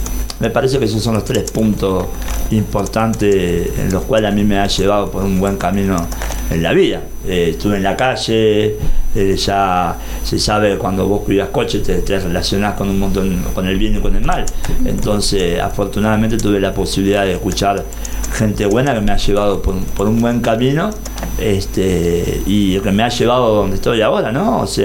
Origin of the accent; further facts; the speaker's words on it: Mar del Plata, Buenos Aires Province, Argentina; born there; se corre los 42 kilómetros de Mar del Plata, mi ciudad natal, y ahí me están esperando también.